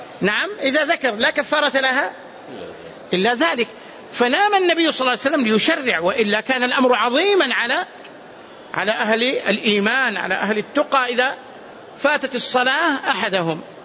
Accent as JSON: {"language": "Arabic", "town": "Medina", "region": "Medina Province", "country": "Saudi Arabia", "tie": "born or raised there", "said": "أذكر مرة وأنا صغير هنا في باب المجيدي"}